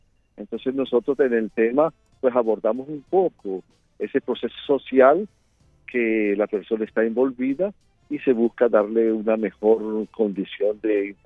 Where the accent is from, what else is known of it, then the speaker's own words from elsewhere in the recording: Venezuela; now in Brazil; yo soy venezolano, mantengo 31 años en el Brasil